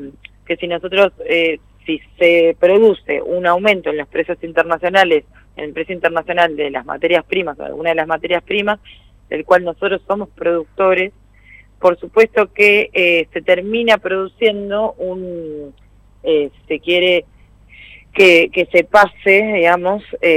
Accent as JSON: {"language": "Spanish", "country": "Argentina", "said": "Entonces siempre como argentinos demandamos dólares"}